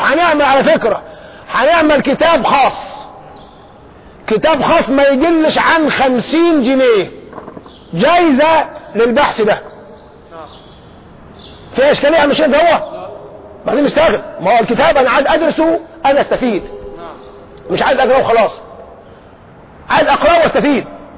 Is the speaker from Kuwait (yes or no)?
no; Egypt; طب احنا عندنا في مصر هنا للأسف الشديد عندنا محنة كبيرة